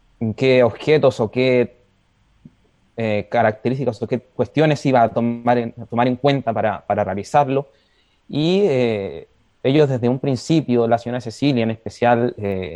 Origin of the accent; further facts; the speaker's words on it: Puerto Montt, Los Lagos, Chile; yo soy oriundo de Puerto Montt, nacido y criado en Puerto Montt, de hecho yo estoy acá en Puerto Montt también.